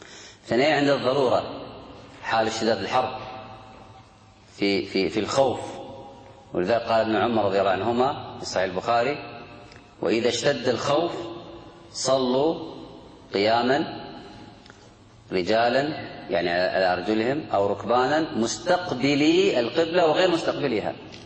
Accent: Kuwait; إحنا نقول الآن ما بين الشمال والجنوب عندنا في الكويت قبلة

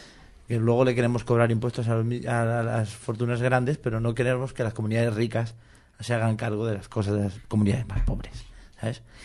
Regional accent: Catalonia, Spain; yo, como soy un catalán que no vive en Cataluña, no pude votar

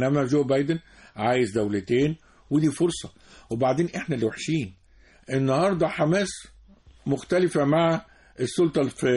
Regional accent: Port Said, Port Said Governorate, Egypt; فبورسعيد وتلاقي عشان احنا قريبين من الشام، تلاقي الكنافة النابلسية في بورسعيد.

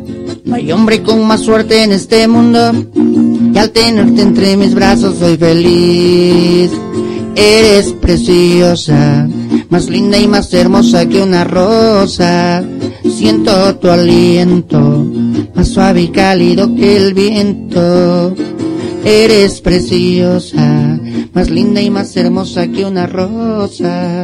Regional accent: Tuxtepec, Oaxaca, Mexico; de Tuxtepec, Oaxaca, para ser más específico, pues no había mucho rock and roll ahí

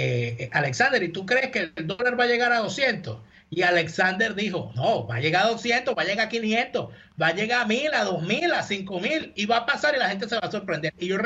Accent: Venezuela; moved away; Cuando yo salí de Venezuela, el dólar estaba a 49 mil bolívares.

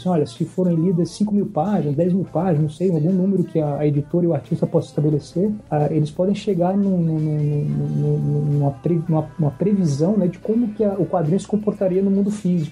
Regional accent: Paraíba, Brazil; now in São Paulo, Brazil; da Paraíba, de onde eu sou, o João Paulo também, a gente é natural de lá, eu moro em São Paulo há algum tempo.

